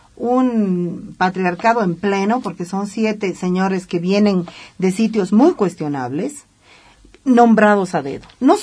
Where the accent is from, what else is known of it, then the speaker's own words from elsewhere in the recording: Santa Cruz, Bolivia; Vengo de Santa Cruz y sé lo que están haciendo.